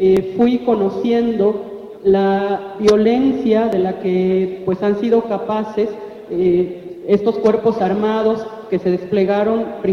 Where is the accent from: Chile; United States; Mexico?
Mexico; Oaxaca; first language Zapotec; Spanish is a second language; mi saludo fue en mi idioma materno, que es el diyazá o zapoteco de la región del Istmo de Oaxaca.